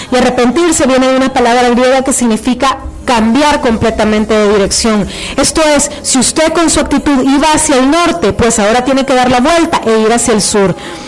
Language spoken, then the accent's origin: Spanish; El Salvador; como decimos en buen salvadoreño, metí las patas hasta el fondo.